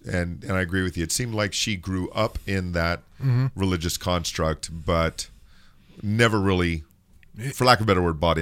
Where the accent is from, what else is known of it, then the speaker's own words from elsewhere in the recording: California, United States; Now, I'm from Southern California.